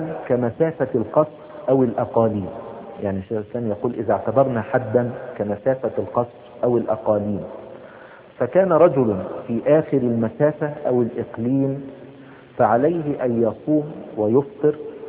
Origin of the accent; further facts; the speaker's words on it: Egypt; يعني مثلا زي مثلا ايه السلوم مثلا عندنا في مصر